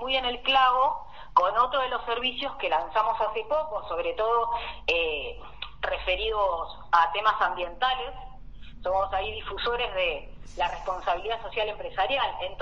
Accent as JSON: {"language": "Spanish", "region": "Buenos Aires", "country": "Argentina", "moved": "yes", "said": "vengo de Buenos Aires. Hace 2 años estoy por acá en el Valle"}